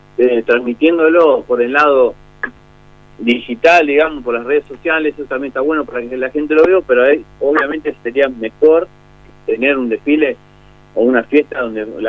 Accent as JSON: {"language": "Spanish", "town": "Berazategui", "region": "Buenos Aires Province", "country": "Argentina", "said": "Hay gente que viene de un poquito más lejos, de Citibel, nosotros somos de Brazategui."}